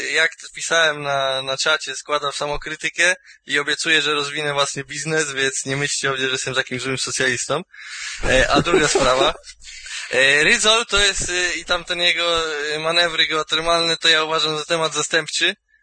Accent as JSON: {"language": "Polish", "region": "Pomeranian Voivodeship", "country": "Poland", "said": "bo jestem Kaszubem, więc pamiętajcie o tym."}